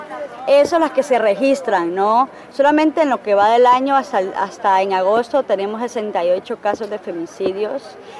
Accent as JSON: {"language": "Spanish", "country": "Honduras", "said": "lo más jodido que tenemos en Honduras para trabajar justamente ese tema son las políticas"}